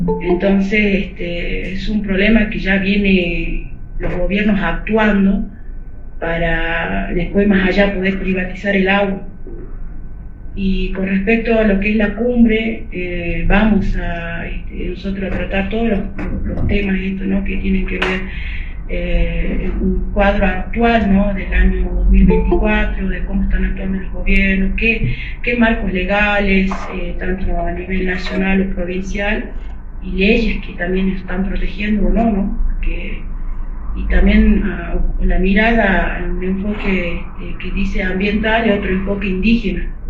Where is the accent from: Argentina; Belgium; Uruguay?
Argentina; Pozo Colorado, Jujuy; soy de Pozo Colorado, es mi comunidad. Yo pertenezco a lo que es Salinas Grandes y Laguna Guayacayó.